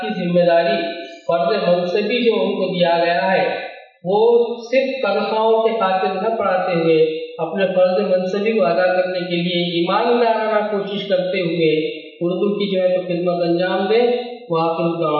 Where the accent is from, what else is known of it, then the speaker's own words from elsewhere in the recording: Maharashtra, India; میری مادری زبان اردو ہے لیکن میری سری تعلیم مراٹھی رہی ہے، ہم ان بدنصیبوں میں سے ہیں جب یہاں اردو چہارم تک ہی تھی